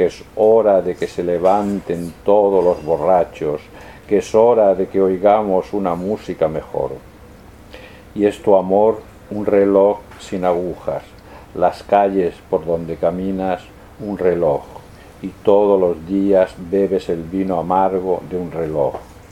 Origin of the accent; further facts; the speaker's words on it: Spain; accent: Spanish; Mi inglés con mi acento español se ve.